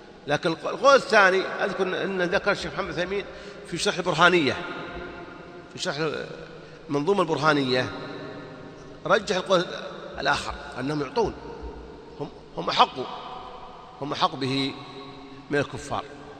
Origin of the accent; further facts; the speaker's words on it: Saudi Arabia; يوزعون الإفتاء عندنا في السعودية